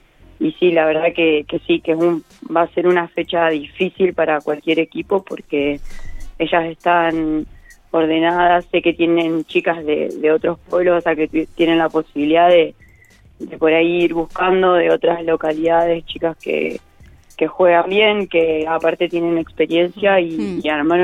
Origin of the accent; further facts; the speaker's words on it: La Pampa, Argentina; yo soy de Austoni, es un pueblo muy chico de acá de La Pampa, donde tiene 300 habitantes